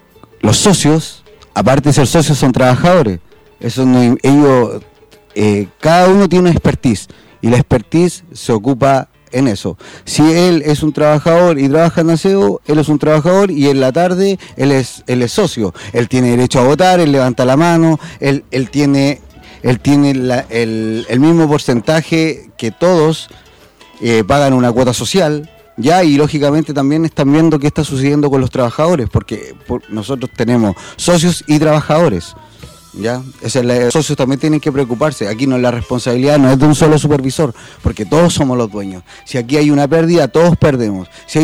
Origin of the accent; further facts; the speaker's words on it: Buenos Aires, Argentina; porque acá somos todos porteños.